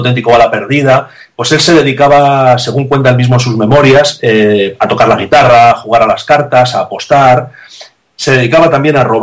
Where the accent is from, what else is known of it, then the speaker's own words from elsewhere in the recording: Salamanca, Castile and León, Spain; porque yo también soy de Salamanca, ¿no? Como él.